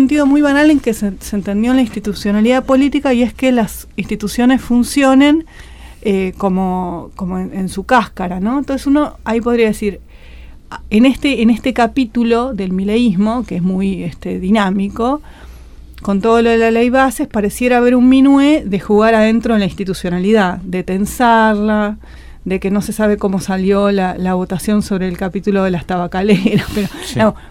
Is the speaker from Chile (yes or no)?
yes; Chile; como vengo de Chile